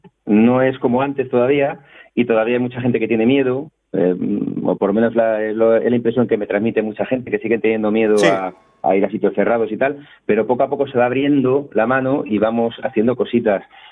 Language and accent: Spanish; Alcorcón, Community of Madrid, Spain; Sí, yo soy de Alcorcón.